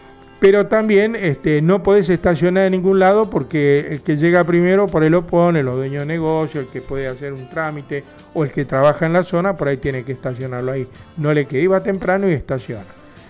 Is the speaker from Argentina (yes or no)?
yes; Argentina; estamos hablando de Argentina, porque somos argentinos, vivimos acá